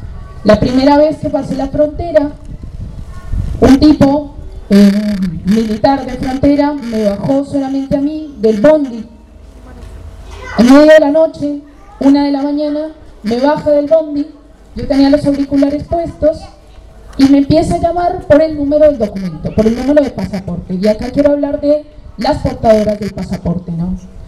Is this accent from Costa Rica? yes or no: no; Colombia; Yo soy de acá, de Colombia.